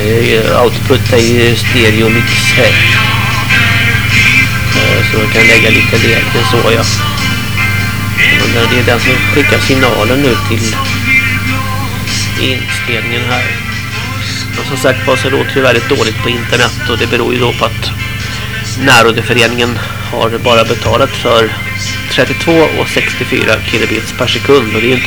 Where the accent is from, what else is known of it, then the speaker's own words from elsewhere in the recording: Gothenburg, Västra Götaland County, Sweden; Och jag är som sagt från Kärtedala i Göteborg.